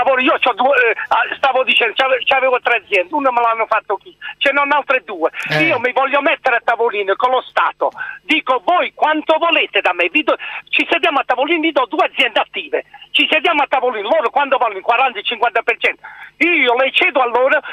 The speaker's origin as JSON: {"language": "Italian", "town": "Andria", "region": "Apulia", "country": "Italy", "said": "io sono di Andria"}